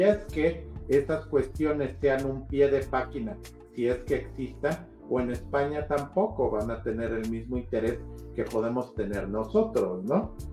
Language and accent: Spanish; Mexico; nosotros, como mexicanos y latinoamericanos, tuvo un impacto cultural la saga en México